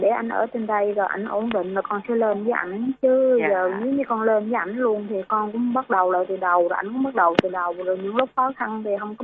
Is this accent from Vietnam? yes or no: yes; Bình Thuận, Vietnam; Quê con ở Bình Thuận cô.